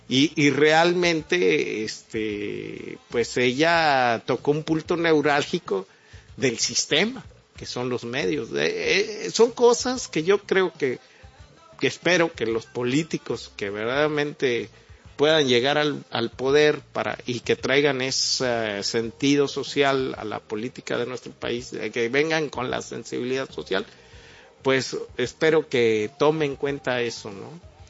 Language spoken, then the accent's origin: Spanish; Mexico; como mexicano le puedo decir a una persona así